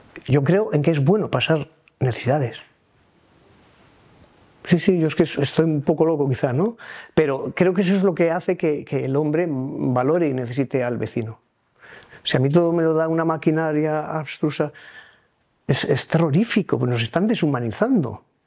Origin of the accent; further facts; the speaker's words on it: Asturias, Spain; veía lo verde propio de mi tierra, que contrasta mucho con el de la zona anterior